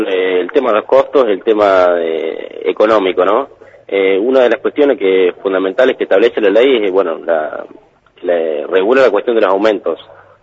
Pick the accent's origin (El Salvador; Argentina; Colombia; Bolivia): Argentina; Viedma, Río Negro; Soy de Viedma, sí.